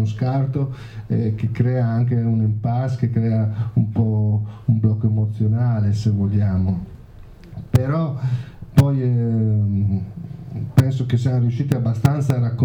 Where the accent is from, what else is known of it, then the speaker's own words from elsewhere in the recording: Villesse, Friuli-Venezia Giulia, Italy; Io vengo dalla provincia di Gorizia, però è l'ultimo paese della provincia di Gorizia sul confine con quella di Udine. Ecco, che è un paesino che si chiama Villesse.